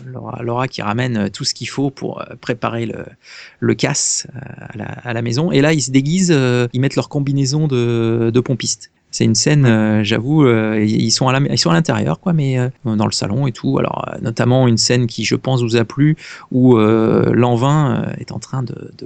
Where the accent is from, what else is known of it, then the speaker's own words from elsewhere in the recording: Namur, Wallonia, Belgium; Je suis de Namur.